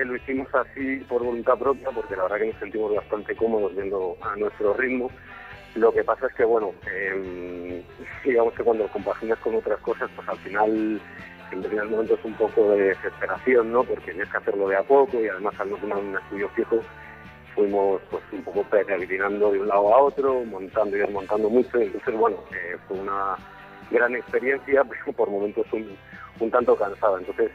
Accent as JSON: {"language": "Spanish", "town": "Madrid", "region": "Community of Madrid", "country": "Spain", "said": "tres madrileños y un alemán, que se llama Ur, y que realmente yo somos los madrileños"}